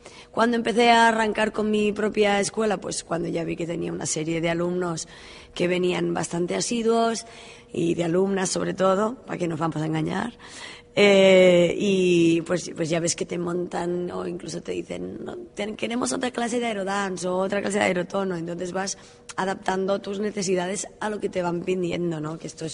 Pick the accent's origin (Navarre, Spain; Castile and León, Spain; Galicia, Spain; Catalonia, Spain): Catalonia, Spain; Girona; De Girona.